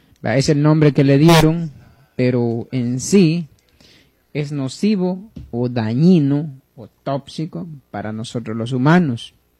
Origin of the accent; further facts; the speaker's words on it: Guatemala; now in New Jersey, United States; por aquellos que pues no me sintonizaron al principio. Vivo en Nueva Jersey, soy guatemalteco